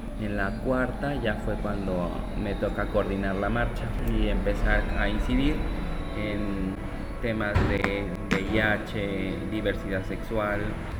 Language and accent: Spanish; Anenecuilco, Morelos, Mexico; Soy originario de Anenecuilco primero. Allá crecí y estuve hasta los 17 años. Después de eso vine a Cuernavaca a estudiar la universidad.